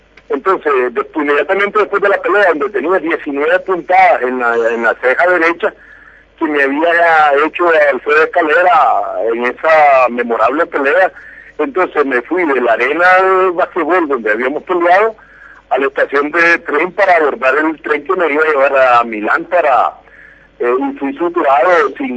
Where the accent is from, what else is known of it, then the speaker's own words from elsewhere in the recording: Nicaragua; el deseo como centroamericano y nicaragüense de querer ganar ese título mundial